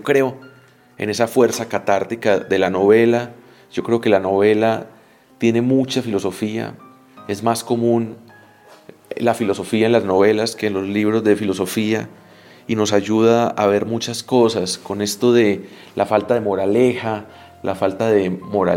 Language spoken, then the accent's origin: Spanish; Colombia; a nosotros como latinoamericanos, como colombianos, nos resulta distinto hablar de violencia.